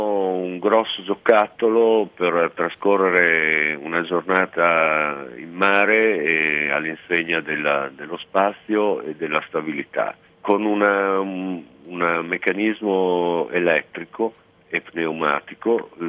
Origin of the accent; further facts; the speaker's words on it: Ravenna, Emilia-Romagna, Italy; io sono originario di Ravenna